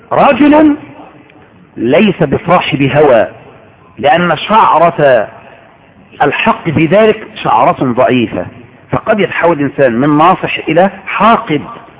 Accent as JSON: {"language": "Arabic", "country": "Egypt", "tie": "born or raised there", "said": "ولهذا عندنا في مصر كنا نتربى على كده"}